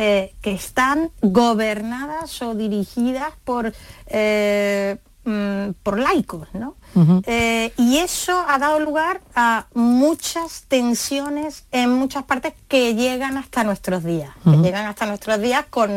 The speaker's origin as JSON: {"language": "Spanish", "town": "Málaga", "region": "Andalusia", "country": "Spain", "said": "la de una muy famosa en Málaga, ¿no? Que es mi tierra"}